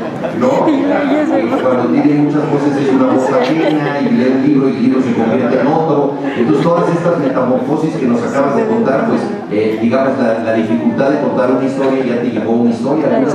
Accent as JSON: {"language": "Spanish", "country": "Mexico", "said": "Entonces, buscamos definirnos como mexicanos"}